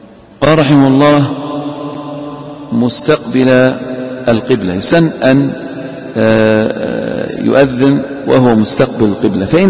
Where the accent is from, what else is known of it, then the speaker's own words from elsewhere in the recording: Eastern Province, Saudi Arabia; وعندنا في الأحساء الحنفية هناك يقيمون بأذان